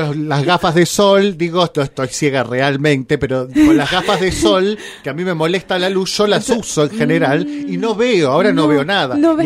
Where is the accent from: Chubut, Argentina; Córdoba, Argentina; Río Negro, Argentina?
Río Negro, Argentina; Bariloche; Que le escucho el programa, que yo soy de Bariloche.